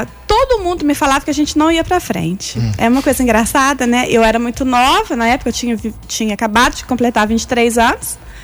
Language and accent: Portuguese; São Bernardo do Campo, São Paulo, Brazil; born there; also born or lived in Minas Gerais; eu sou natural de São Bernardo do Campo, São Paulo, né? Mas a minha mãe é de Minas. Então, eu morava em Minas e fui fazer a faculdade em Alfenas.